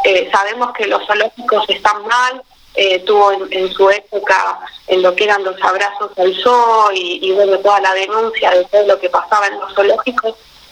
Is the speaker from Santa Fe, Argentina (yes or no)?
no; San Bernardo, Buenos Aires Province, Argentina; Yo soy de San Bernardo, del Partido de la Costa, vivo a 40 kilómetros de lo que es San Clemente del Tuyú